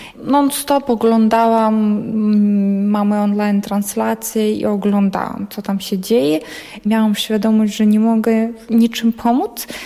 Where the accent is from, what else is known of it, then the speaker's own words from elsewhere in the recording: Ukraine; Polish is a second language; now in Poland; Ja mówię, okej, jestem z Ukrainy.